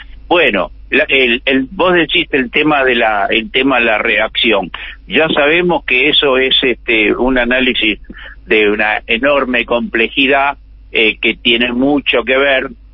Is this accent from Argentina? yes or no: yes; Argentina; Es una tragedia que como argentinos nos tenemos que avergonzar.